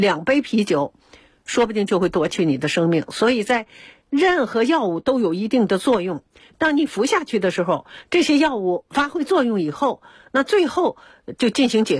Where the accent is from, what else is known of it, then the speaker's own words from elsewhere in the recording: China; 然后也有悠久的文化，它也是精品，所以我们中国人呢都偏爱灵芝。